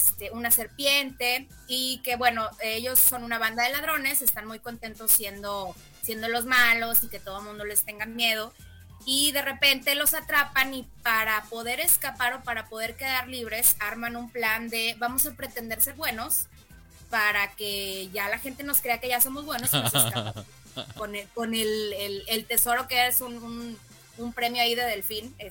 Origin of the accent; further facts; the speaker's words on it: Mexico; vengo de México a verte, soy tu fan número uno